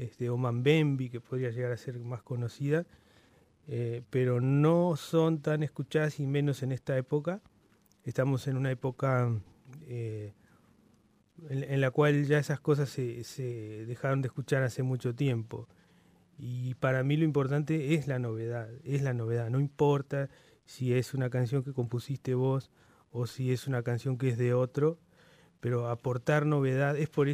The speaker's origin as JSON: {"language": "Spanish", "country": "Uruguay", "moved": "yes", "lives_now": "Mexico", "said": "Es desde que llegué a México, de hace 7 años. Soy uruguayo."}